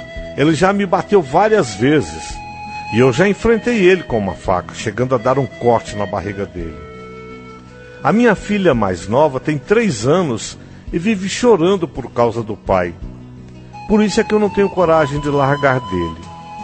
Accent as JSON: {"language": "Portuguese", "region": "Bahia", "country": "Brazil", "moved": "as an adult", "lives_now": "Brasília, Brazil", "said": "eu sou da Bahia e eu vim morar aqui em Brasília. Moro com um homem, né? Vim aqui para tentar a vida. Eu moro com um homem, temos 4 filhas. E uma irmã também veio comigo."}